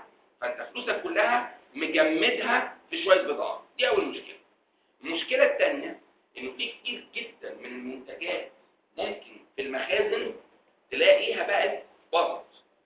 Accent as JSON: {"language": "Arabic", "country": "Egypt", "said": "على كل الاماكن الضخمه اللي عندنا في مصر دي"}